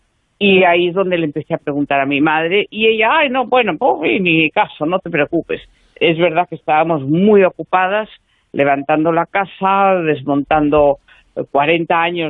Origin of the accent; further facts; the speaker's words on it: Galicia, Spain; porque nosotros somos gallegos y ella estaba en Galicia